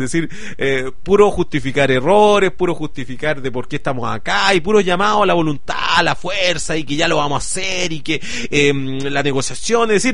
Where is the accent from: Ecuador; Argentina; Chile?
Chile; mi club es que yo soy chileno.